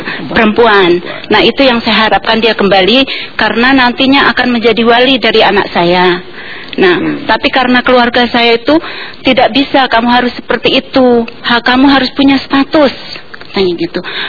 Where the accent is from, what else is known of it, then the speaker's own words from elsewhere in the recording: Java, Indonesia; saya orang Jawa